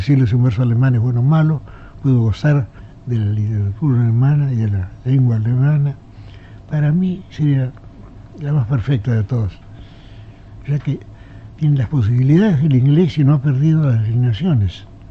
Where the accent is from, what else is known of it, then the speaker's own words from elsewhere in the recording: Buenos Aires, Argentina; also born or lived in Geneva, Switzerland; ya que yo soy porteño, pero soy tan ginebrino como porteño, tan montevideano como porteño, tan alorbense como porteño, tan tejano como porteño. Tengo muchas patrias y las quiero a todas.